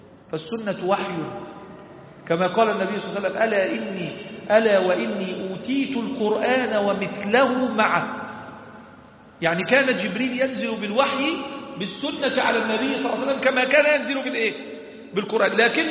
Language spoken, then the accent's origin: Arabic; Egypt; ربنا احفظ بلدنا مصر